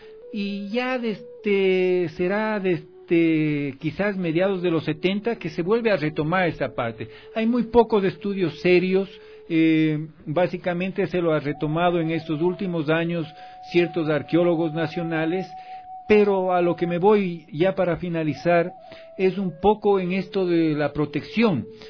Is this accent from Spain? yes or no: no; Ecuador; de todo el Ecuador y de todos nosotros como ciudadanos ecuatorianos